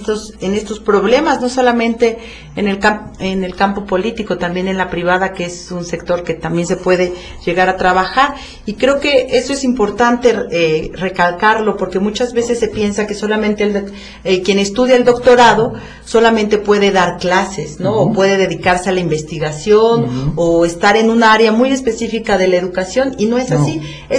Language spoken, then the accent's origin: Spanish; Mexico; estamos en una situación como mexicanos, pues un tanto crítica